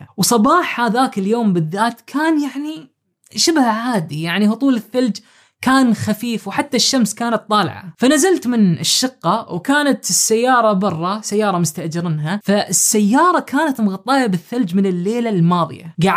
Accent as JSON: {"language": "Arabic", "country": "Oman", "lives_now": "Turkey", "said": "عمري 31 سنة وأنا من عمان."}